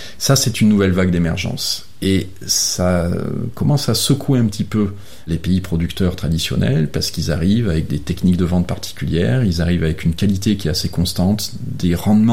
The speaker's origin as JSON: {"language": "French", "country": "France", "said": "en tant que Français, j'ai du mal à le dire comme ça"}